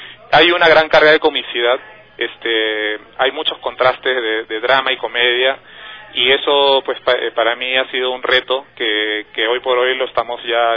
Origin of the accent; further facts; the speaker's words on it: Peru; born there; en este caso en Ecuador y bueno, en mi país natal, Perú.